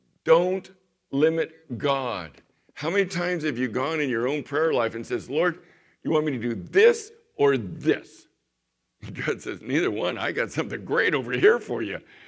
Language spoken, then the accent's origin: English; Chula Vista, California, United States; that I was this kid from the San Diego area in Chula Vista, and, you know, during the Vietnam era